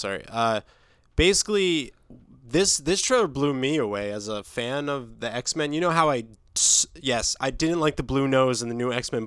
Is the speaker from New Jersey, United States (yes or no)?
yes; New Jersey, United States; I'm from New Jersey, dude.